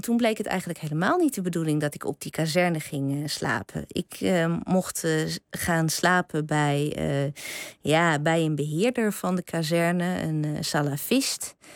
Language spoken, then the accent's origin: Dutch; Drenthe, Netherlands; ik ben opgegroeid in Drenthe.